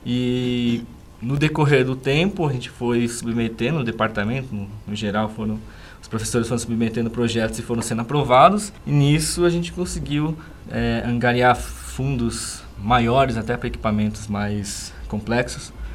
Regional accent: São Paulo, Brazil; now in Sorocaba, Brazil; Eu, como paulistano, né, pessoa que nasceu lá em São Paulo, nunca gostei da cidade de São Paulo.

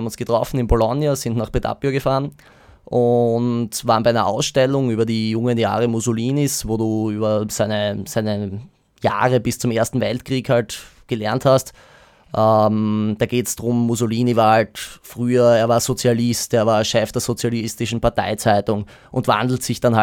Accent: Austria; du bist dort als Österreicher auch gern gesehen

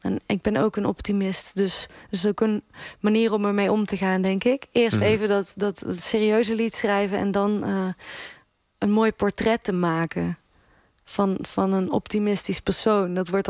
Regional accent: Netherlands; accent: soft G; En ik heb besloten om die zachte G echt te bewaken. Dus die zachte G, die blijft.

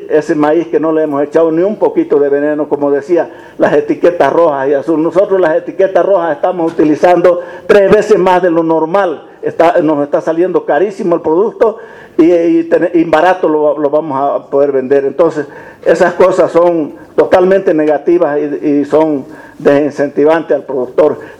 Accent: Vallegrande, Santa Cruz, Bolivia; Yo soy de Valle Grande.

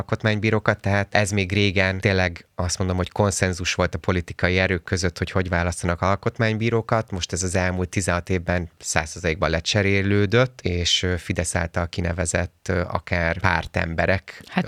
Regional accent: Pécs, Baranya, Hungary; mert én pécsi vagyok egyébként. Én pécsi vagyok, nekem ott élnek a szüleim, meg mit tudom én, mindenki.

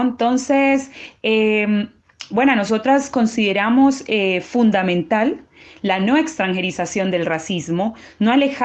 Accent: Colombia; a mí, como colombiana que soy, me sorprendió muchísimo

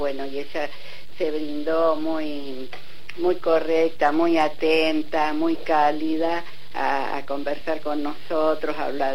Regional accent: Rosario, Santa Fe, Argentina; tuve oportunidad de conocerla en Rosario. Estuvo acá en el 2011

